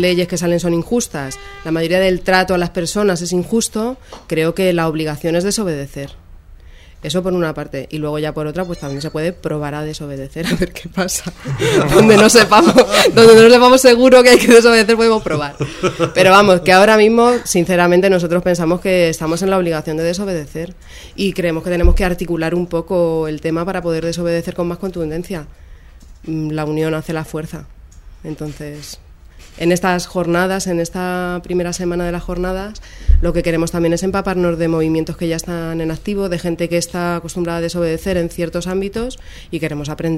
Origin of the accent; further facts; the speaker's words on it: Madrid, Community of Madrid, Spain; yo que soy más mayor que Jesús y soy de Carabanchel de toda la vida